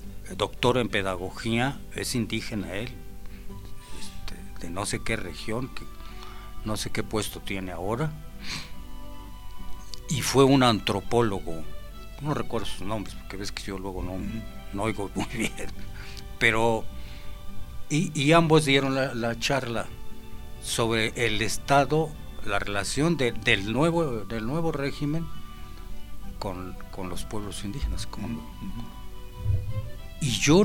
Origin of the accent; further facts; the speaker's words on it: Mexico; usted sea mexicano como yo